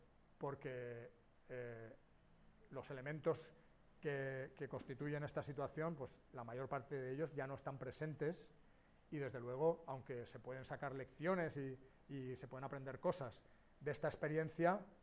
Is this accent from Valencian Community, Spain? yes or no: yes; Valencia, Valencian Community, Spain; habla de Valencia, porque yo soy de Valencia, y lo viví desde ahí